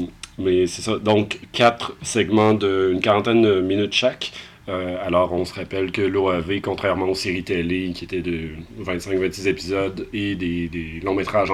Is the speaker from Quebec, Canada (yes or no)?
yes; Lévis, Quebec, Canada; parce qu'on vient de Lévis, en face de Québec.